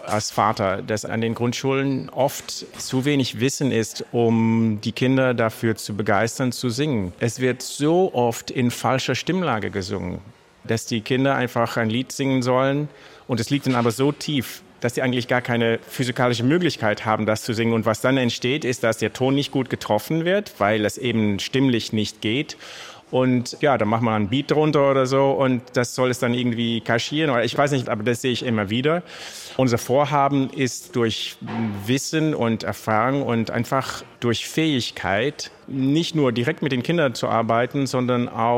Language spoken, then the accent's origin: German; Netherlands; Generell habe ich zum Beispiel in meiner Heimat in den Niederlanden gemerkt